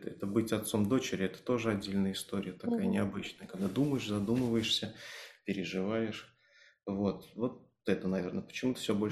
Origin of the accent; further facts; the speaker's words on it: Belarus; я из Беларуси, соответственно, партизанские корни, может, так сказываются.